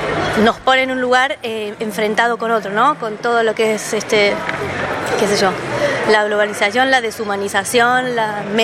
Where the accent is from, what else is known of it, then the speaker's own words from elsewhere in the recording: Unquillo, Córdoba, Argentina; vengo de Unquillo